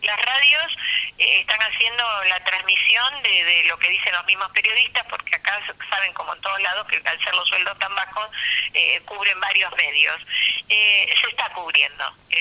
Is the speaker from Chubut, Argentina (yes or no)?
no; Buenos Aires, Argentina; yo me acuerdo cuando viví acá, porque yo, si bien soy porteña, en los años 70 con mi pareja vivíamos acá